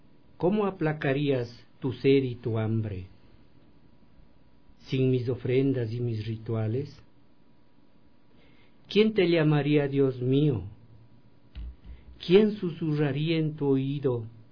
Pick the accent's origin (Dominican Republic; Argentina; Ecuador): Ecuador; Quinchucajas, Pichincha; moved away as an adult; also born or lived in Quito; Yo nací en Quinchucajas, entre Uyacachi y Cayambe, que está cerca de Otavalo, de Imbabura, y salí a la escuela a Cayambe y también al Quinche por razones de mi familia, y luego pasé a Quito